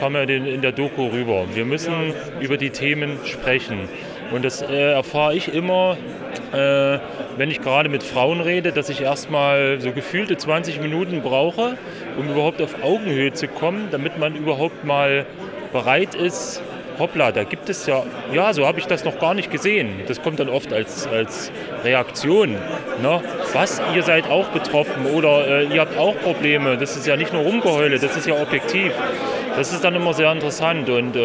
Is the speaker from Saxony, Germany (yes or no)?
yes; Saxony, Germany; Also ich komme aus dem Erzgebirge, bin extra hierher gefahren